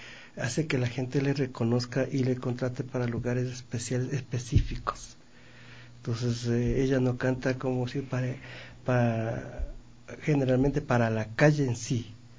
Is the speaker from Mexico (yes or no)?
no; Ecuador; la falta de apoyo que existe en mi país. La falta de apoyo al talento, al artista ecuatoriano.